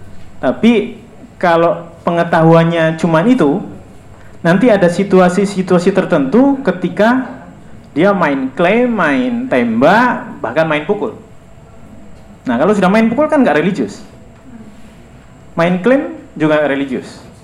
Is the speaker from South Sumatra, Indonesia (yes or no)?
no; Banyumas, Central Java, Indonesia; first language Javanese Banyumas; Indonesian is a second language; Seperti saya ini orang Jawa dan Jawa Banyumas. Saya kalau mau ngomong apa saja, jauh di dalam diri saya ngomong pakai bahasa Jawa Banyumas.